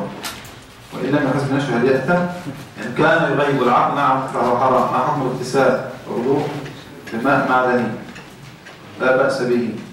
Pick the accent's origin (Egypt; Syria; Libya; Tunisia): Tunisia; إذا ذبحنا عندنا في تونس إذا ذبحنا نعلق الكبش في الغالب